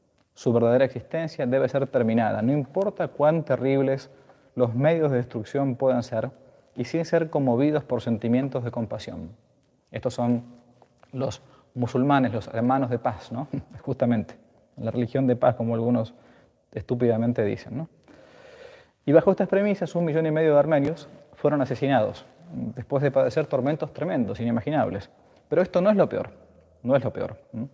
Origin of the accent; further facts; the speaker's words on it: Argentina; En mi país, Argentina, se recuerdan falsamente cada 24 de marzo, ¿no?